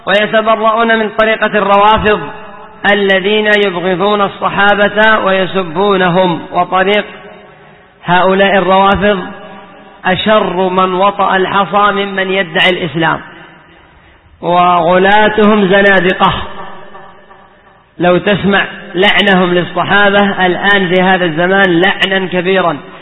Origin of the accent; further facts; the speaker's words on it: Yemen; عندنا في اليمن قد كان بعضهم يقول